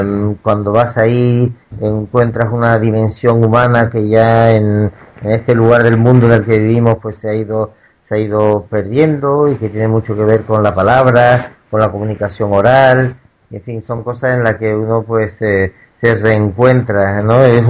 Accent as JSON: {"language": "Spanish", "town": "Tangier", "region": "Tanger-Tetouan-Al Hoceima", "country": "Morocco", "tie": "born or raised there", "also_born_or_lived": "Granada", "moved": "as an adult", "said": "Bueno, yo efectivamente nací en Tánger, viví los 18 primeros años de mi vida ahí y después me fui a estudiar a Granada, pero bueno, mi casa, la casa de mis padres, la casa familiar, digamos, estaba en Tánger"}